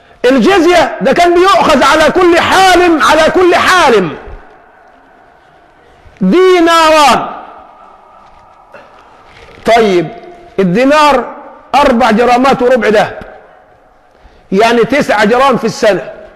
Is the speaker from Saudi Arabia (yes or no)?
no; Egypt; أقول له الله يهديك أنا مصري، مش تفضحني، أنا مصري